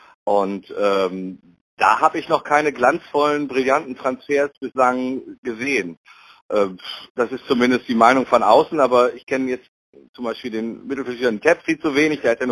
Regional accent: Düsseldorf, North Rhine-Westphalia, Germany; Ich als Düsseldorfer habe auch schon sehr häufig die Kölner gelobt.

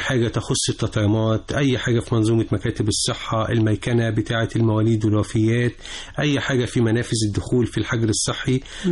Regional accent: Egypt; أنا بقيت في بلدي، أنا بلدي.

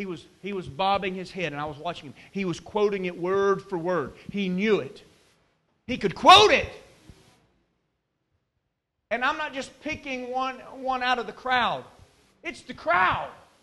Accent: Birmingham, Alabama, United States; I grew up poor. I was so poor. I grew up in Birmingham, Alabama, and I lived in a rough neighborhood.

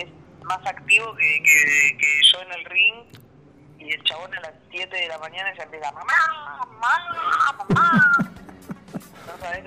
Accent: Argentina; Soy la única argentina que le ganó a la Tigresa Cunha

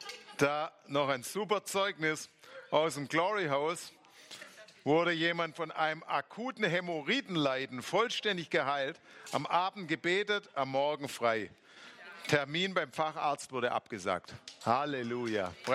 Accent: Baden-Württemberg, Germany; Jetzt habe ich wieder als Schwabe ein schwäbisches Wort gelernt.

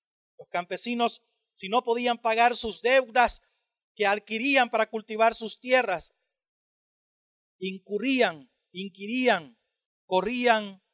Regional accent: El Salvador; Que si yo puedo ser gringo y alemán y ruso al mismo tiempo siendo salvadoreño, eso me permite incurrir en la predicación del evangelio en ese tipo de naciones.

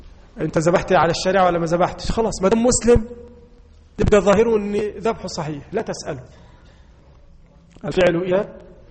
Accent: Egypt; اللحوم المستوردة عندنا في مصر

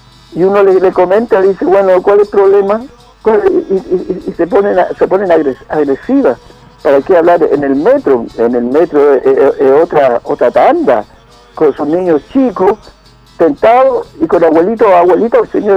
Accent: Chile; como buen chileno, la talla

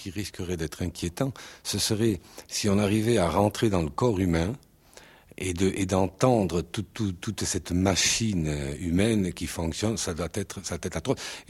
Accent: Southern France, France; dans le midi, il y a plus d'odeurs que de sons, disons. Mais effectivement, c'est les cigales, tout bêtement.

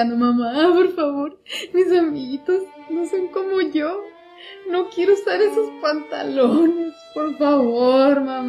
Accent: San Luis Potosí, Mexico; y yo, soy de San Luis, gracias, no conozco a nadie acá de todo el mundo.

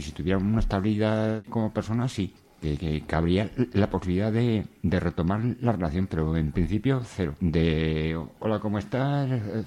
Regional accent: Alcañiz, Aragon, Spain; De Alcañiz, Teruel.

